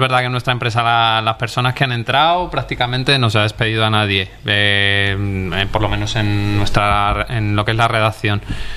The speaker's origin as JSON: {"language": "Spanish", "town": "Valladolid", "region": "Castile and León", "country": "Spain", "lives_now": "Málaga, Spain", "said": "yo soy de Valladolid y me vine a Málaga a trabajar a Bisoker por media jornada"}